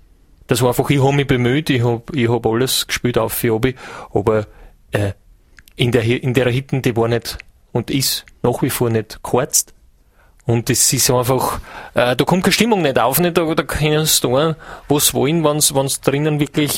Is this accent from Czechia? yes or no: no; Hiefling, Styria, Austria; Ich komme aus der Steiermark, aus Hiefling. Das ist, wenn es bei Schäffling Richtung Gesäuse einfahren, nach der Hieflau ist Hiefling.